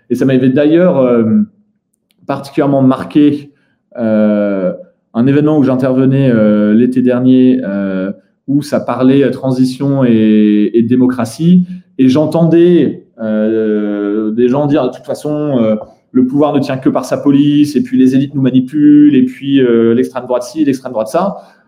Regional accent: Netherlands; Moi, j'ai grandi aux Pays-Bas.

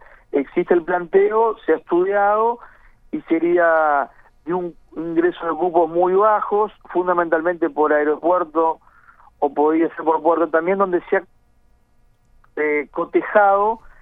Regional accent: Maldonado, Uruguay; Nosotros que somos de Maldonado sabemos perfectamente

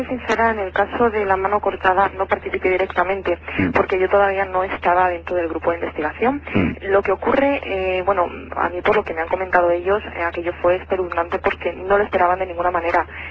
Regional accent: Madrid, Community of Madrid, Spain; now in Albacete, Spain; paisana no, porque yo soy de Madrid, lo único que... ¿No? Mira tú por dónde iba a dar a parar aquí a Albacete.

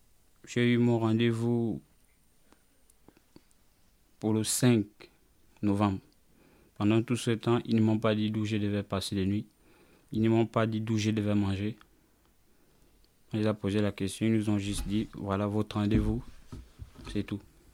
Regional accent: Gabon; now in France; je viens d'abord plus précisément du Gabon. Ouais. En arrivant en France, je suis rentré en France le 9 octobre.

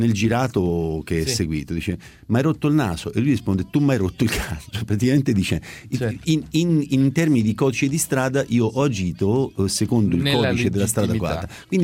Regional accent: Ostia, Lazio, Italy; Ma io sono di Ostia, sono cresciuto a Ostia

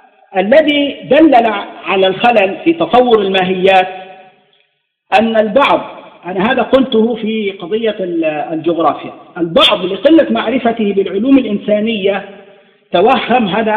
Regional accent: Egypt; نحن عندنا في مصر الذي يخطب بورقة على المنبر ممكن يضربه الناس

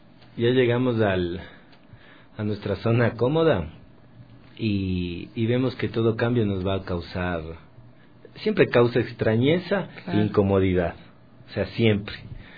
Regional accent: Ecuador; todo ese recoger musical que nosotros tenemos como ecuatorianos es tan rico

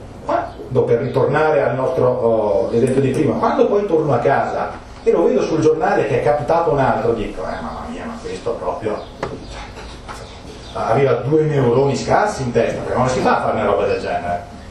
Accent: Trento, Trentino-Alto Adige, Italy; accent: Trentino; in dialetto trentino, perché come avete capito dal mio accento, che culo, qui venendo all'estero, vengo da Trento.

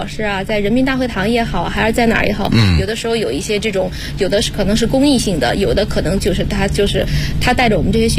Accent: Henan, China; 我是河南人

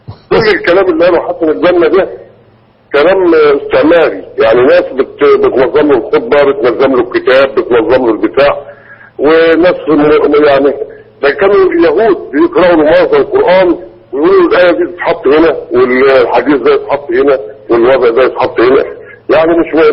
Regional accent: Egypt; الاخوان اتحطوا عندنا في مصر كده

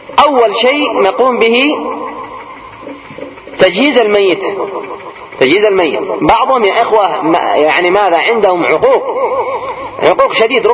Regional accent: Yemen; قلنا عندنا في اليمن

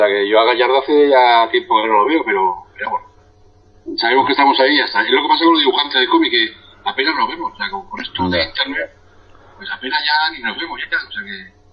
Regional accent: Zaragoza, Aragon, Spain; moved away as an adult; also born or lived in Barcelona; Yo, en mi caso, me fui de Zaragoza a Barcelona y había como cierta esperanza del cambio

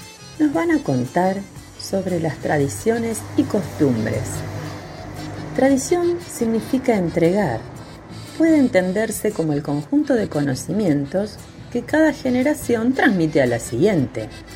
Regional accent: Argentina; Pero, ¿qué costumbre nos representan como argentinos? ¿El mate? ¿El asado? ¿El dulce de leche?

